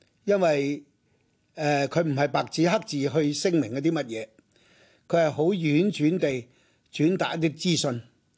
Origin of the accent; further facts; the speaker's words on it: Hong Kong; 好似我呢一類自細到大係喺中國幾屆政府、中華民國政府、中華人民共和國政府嘅教育底下嘅呢個土生土長嘅香港人，而由於我哋係屬於華文教育嗰個系統